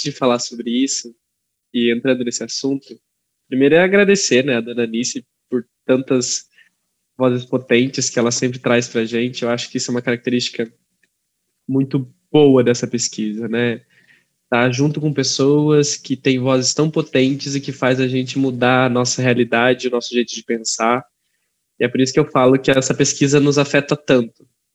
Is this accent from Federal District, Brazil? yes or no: no; Joanópolis, São Paulo, Brazil; eu sou de Joanópolis, numa cidade muito distante de Rosana, mais de 800 e poucos quilômetros